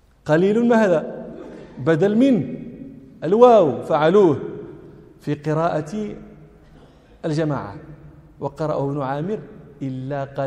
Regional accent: Rabat, Rabat-Salé-Kénitra, Morocco; أنا من جنس غير جنس أهل طنجة، أنا من أهل الرباط منشأ ومولدا ومن أهل دكالة أصولا، ففي جميع الأحوال لست من أهل طنجة.

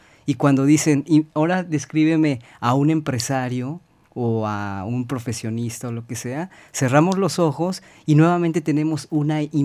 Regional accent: Mexico; Ya todos somos mexicanos, pero todos tenemos orígenes culturales muy, muy diversos, ¿no?

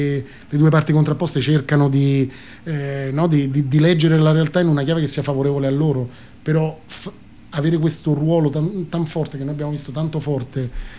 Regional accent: Spain; E io, figurati, insomma, vengo dalla Spagna, dove hanno vissuto tantissimo di questa forma di sviluppo incontrollata, no?

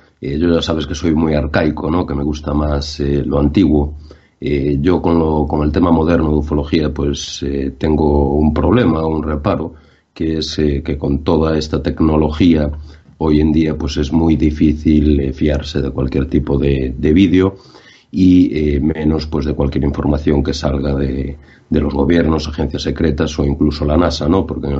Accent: Ferrol, Galicia, Spain; incluso aquí uno en mi tierra, ¿no? En Ferrol

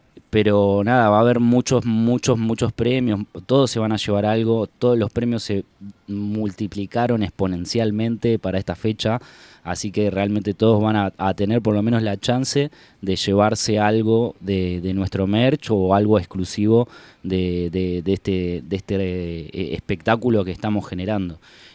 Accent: Entre Ríos, Argentina; cuando vine acá de Entre Ríos, yo soy entrerriano, vine de Entre Ríos para acá

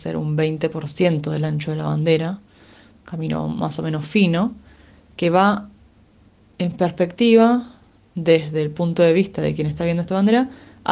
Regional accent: Lanús, Buenos Aires Province, Argentina; Estoy aquí para contarles cómo es la bandera de mi ciudad, la ciudad de Lanús, en la cual nací en 1986. En realidad, para ser honesta, no nací en Lanús

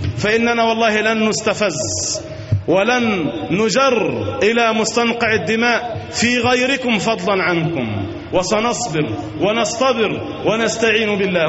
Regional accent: Egypt; وأن ينزل على بلادنا مصر الأمن والأمان والسكينة والاستقرار

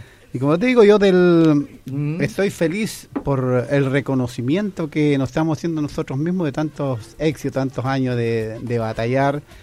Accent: Andacollo, Coquimbo, Chile; yo vengo de un pueblo de Andacoyo donde era minero, yo trabajaba en las minas, en interior minas, sí.

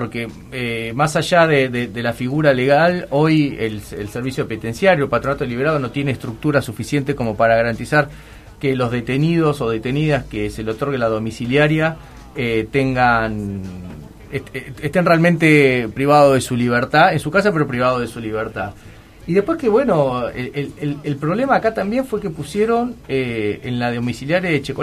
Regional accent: La Plata, Buenos Aires Province, Argentina; para nosotros que somos platenses

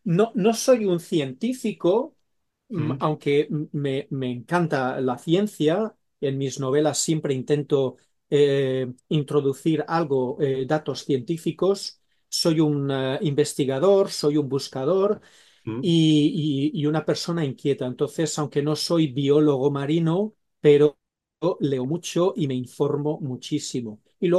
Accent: Switzerland; also born or lived in Spain; es que yo de pequeño, cuando crecí, crecí hablando tres idiomas, ¿no? Nosotros crecimos en Suiza y en Suiza pues hablábamos francés, con mis padres hablábamos en valenciano y luego pues cuando íbamos de vacaciones a España hablábamos castellano, ¿no?

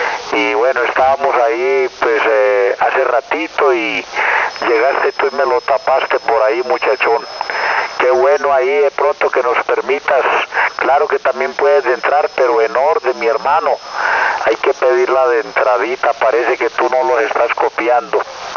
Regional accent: Medellín, Antioquia, Colombia; yo no soy de México, yo soy de Medellín, Colombia.

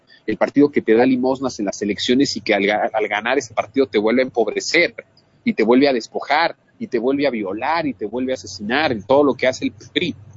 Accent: Mexico; seguimos siendo los mexicanos, esos mexicanos que nos dejamos engañar, que nos dejamos manipular.

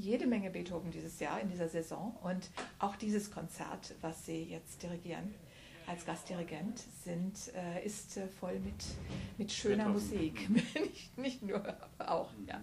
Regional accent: Bonn, North Rhine-Westphalia, Germany; Geboren ist er, wo ich groß geworden bin, nämlich in Bonn.

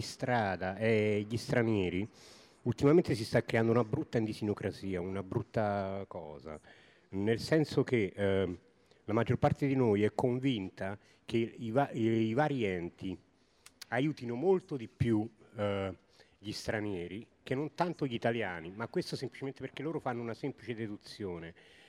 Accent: Naples, Campania, Italy; now in Bologna, Italy; Io vengo da Bologna, però sono nativo di Napoli e sono circa 18 anni che vivo a Bologna.

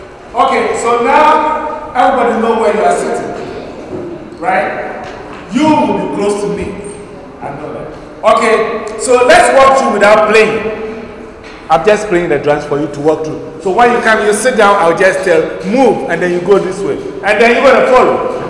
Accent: Mankesim, Central Region, Ghana; Names of towns in Ghana. Mankesim is my hometown.

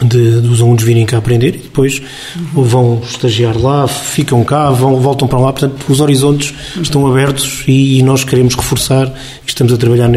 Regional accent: Beira, Portugal; E nós somos beirões, temos essa tradição de receber bem e gostamos de receber

